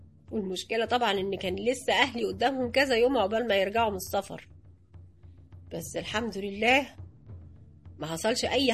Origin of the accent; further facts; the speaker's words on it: Alexandria, Alexandria Governorate, Egypt; now in Cairo, Egypt; انا اصلا من اسكندرية وجيت على القاهرة عشان اشتغل،